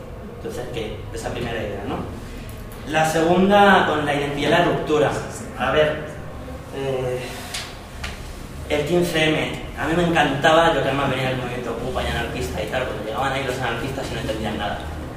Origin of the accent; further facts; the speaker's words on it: Madrid, Community of Madrid, Spain; Yo soy de Madrid, tengo una historia medio rara. Soy de Madrid, estuve en el movimiento Ocupa mucho tiempo. Me fui a estudiar a Andalucía